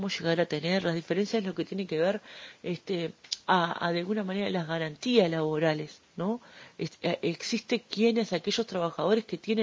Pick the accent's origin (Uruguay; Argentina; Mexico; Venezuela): Uruguay; Hoy es nuestra responsabilidad como trabajadores, como ciudadanos uruguayos